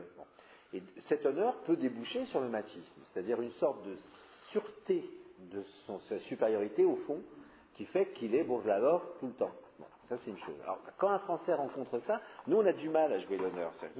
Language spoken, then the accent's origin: French; France; Je suis français.